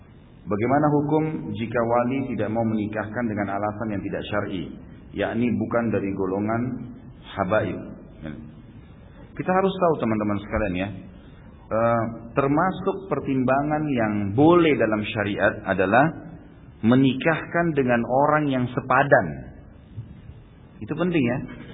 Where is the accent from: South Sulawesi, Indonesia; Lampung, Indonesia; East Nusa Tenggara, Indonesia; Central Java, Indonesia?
South Sulawesi, Indonesia; Makassar; born there; kalau saya waktu itu lahir di kota Makassar tentunya